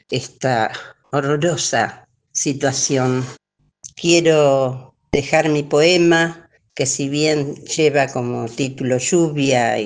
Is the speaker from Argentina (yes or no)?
yes; General Pico, La Pampa, Argentina; de General Pico, La Pampa.